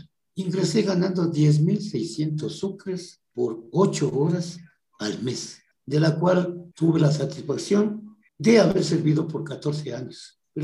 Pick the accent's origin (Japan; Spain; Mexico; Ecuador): Ecuador; Machachi, Pichincha; Spanish is a second language; ¿De dónde es usted? Le digo, de Machachi. Y de allá viene. Y digo, sí, lo digo, de allá, Belco.